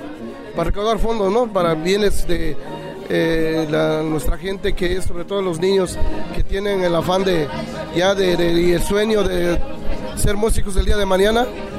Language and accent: Spanish; Oaxaca, Mexico; nosotros que como oaxaqueños que todavía conservamos y queremos transmitirlo a ellos como los propios